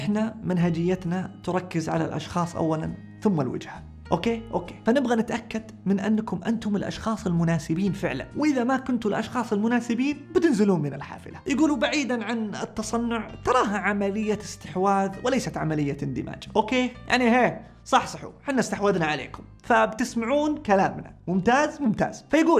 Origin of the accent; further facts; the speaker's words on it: Saudi Arabia; اللي عندنا في السعودية